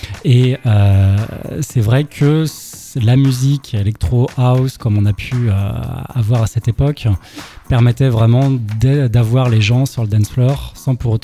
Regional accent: Rennes, Brittany, France; Bah, moi, je viens de Rennes, comme tu l'as dit

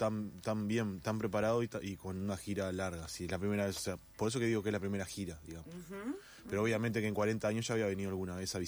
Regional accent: Montevideo, Uruguay; soy un uruguayo de Montevideo, que en realidad está, viste, Montevideo somos como los blanditos, que claro, afuera nos dicen, no, que Montevideo no sabe llevar el mate, como en Rivera, te dicen.

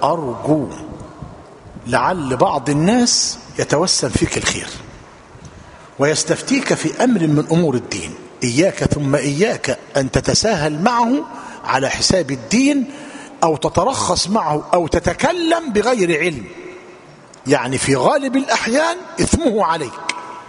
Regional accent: Egypt; أصبح في بلادنا مصر الثوب معلوم الذي نرتديه

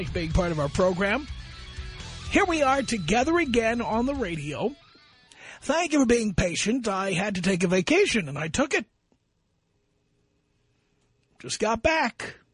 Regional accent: New York City, New York, United States; I grew up in a neighborhood that was 99% Jewish. I'm an atheist, but I understand Jews. I grew up in New York City.

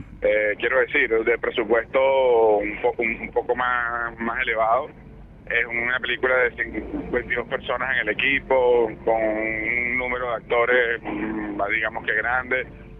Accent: Caracas, Capital District, Venezuela; Maracaibo fue un sitio muy duro a nivel de experiencia, porque nosotros somos de Caracas.

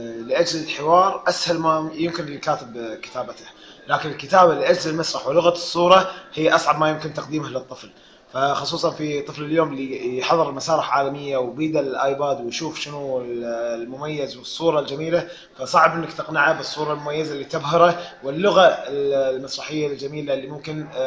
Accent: Kuwait; قبل فتره افتتحت اكاديميه خاصه بالطفل عندنا بالكويت للفنون الطفل

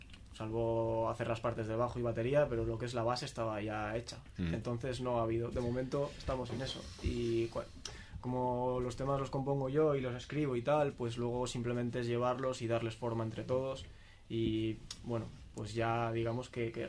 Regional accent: Cantabria, Spain; No, yo soy ahí de Cantabria y vivo allí.

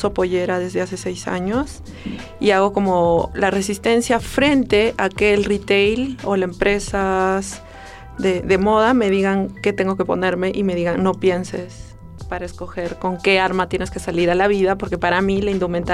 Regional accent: Cusco, Peru; born there; yo soy andina descendiente. O sea, no nací en un pueblo, pero sí nací en Cusco, que es una provincia de Perú. Y mi abuela sí era indígena y hablaba el idioma de quechua, pero yo no llegué a hablar

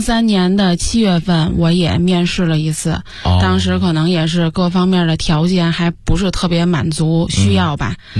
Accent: Tianjin, China; 因为我家是天津的嘛，其实我觉得天津人挺恋家的。我俩从小上学呀、还是干什么的，几乎没离开家里，都没离开我们那个区过。

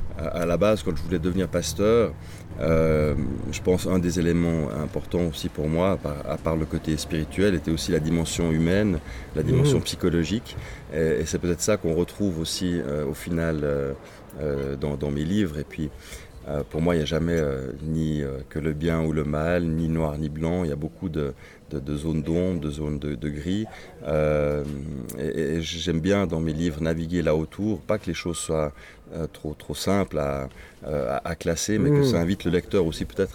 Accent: Switzerland; born there; je suis né en Suisse, donc on va dire je suis quasiment suisse. Mon père est allemand, ma mère suédoise.

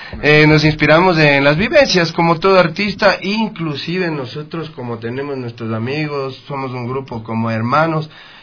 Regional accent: Ecuador; lo más lindo para uno como artista ecuatoriano es ser reconocido

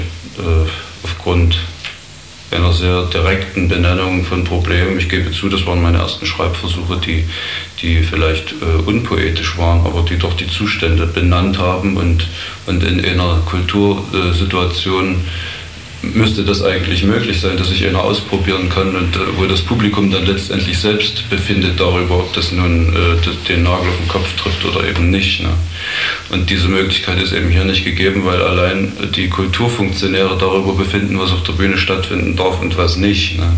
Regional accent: Thuringia, Germany; Ich bin in einer Kleinstadt aufgewachsen in Thüringen.

